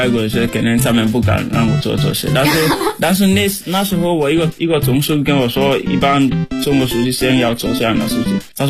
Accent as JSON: {"language": "Chinese", "country": "Sierra Leone", "second_language": "Chinese", "lives_now": "China", "said": "我来自塞拉利昂，然后我在中国传媒大学已经3年多了，我学习汉语，就是我的专业是国际汉语教育"}